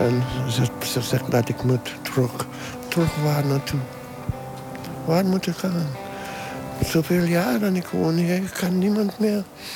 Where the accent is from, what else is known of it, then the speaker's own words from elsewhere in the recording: St. Vincent & Grenadines; now in Amsterdam, Netherlands; ik kom uit St. Vincent and the Grenadines. Dat is in de Caribbean.